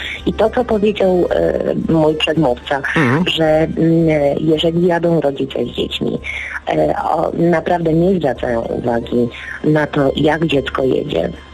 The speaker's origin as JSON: {"language": "Polish", "town": "Warsaw", "region": "Masovian Voivodeship", "country": "Poland", "said": "Jestem z Warszawy."}